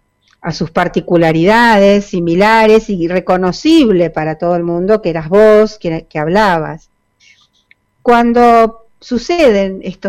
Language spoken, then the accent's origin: Spanish; Buenos Aires, Argentina; Nosotros como porteños, o inclusive nuestros amigos del conurbano, venían temprano